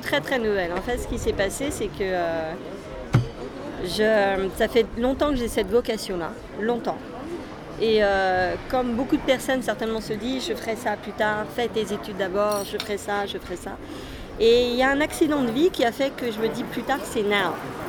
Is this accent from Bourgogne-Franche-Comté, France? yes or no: no; Paris, Île-de-France, France; born there; Je suis née à Paris